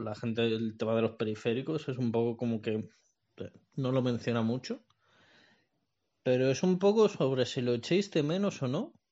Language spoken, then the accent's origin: Spanish; Madrid, Community of Madrid, Spain; soy de Madrid